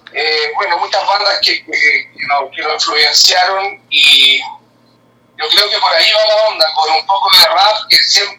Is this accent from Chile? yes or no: yes; Chile; Yo vengo de un barrio un poco más rockero. Yo soy de Chile, en Chile soy un metalero.